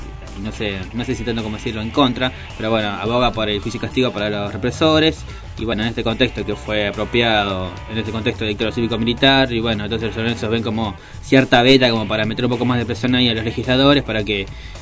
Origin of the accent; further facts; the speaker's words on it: Argentina; Lo que se supone que como argentinos debería ponernos en orgullo